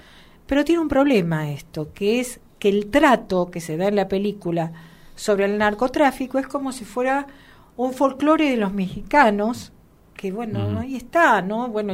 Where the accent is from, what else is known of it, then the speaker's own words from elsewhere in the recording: La Matanza, Buenos Aires Province, Argentina; yo que soy de La Matanza estoy acostumbrada a escuchar